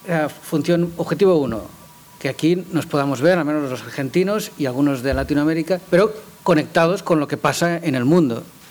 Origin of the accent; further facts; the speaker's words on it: Spain; Como saben, yo soy de España